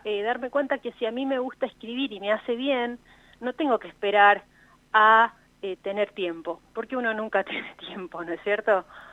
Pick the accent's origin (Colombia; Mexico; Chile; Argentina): Argentina; La Plata, Buenos Aires Province; born there; now in La Pampa, Argentina; Nosotros estábamos separadas porque yo vivo en La Pampa hace 20 años y ella, bueno, nosotros nacimos en La Plata, ella estaba en La Plata.